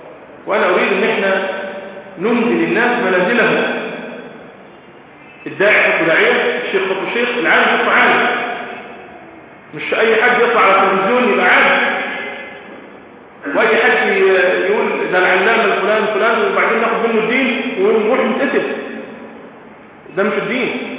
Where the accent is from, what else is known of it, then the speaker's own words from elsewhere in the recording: Egypt; بس ده اللي يحصل عندنا في مصر دلوقتي